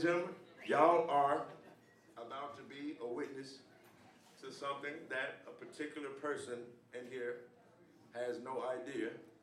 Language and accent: English; Memphis, Tennessee, United States; They've came all the way to my hometown of Memphis, Tennessee, and come to a show that I've done.